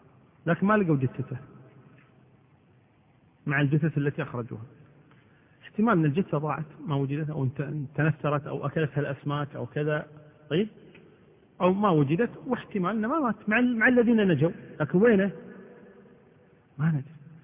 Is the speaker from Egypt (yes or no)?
no; Kuwait; امرأة المفقود مثل ما حصل بالنسبة للأسرة عندنا في الكويت هنا